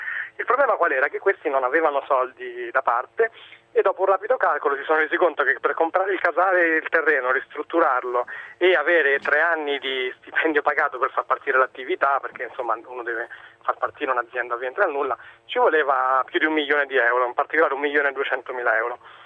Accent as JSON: {"language": "Italian", "town": "Rome", "region": "Lazio", "country": "Italy", "tie": "born or raised there", "said": "io sono cresciuto a Roma e passi gran parte delle tue ore fermo"}